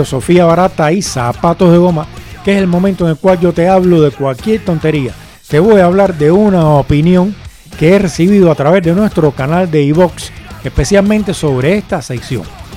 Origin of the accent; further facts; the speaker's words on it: Cuba; Y yo soy cubano. En Cuba hay epidemias y hay montones de muertes.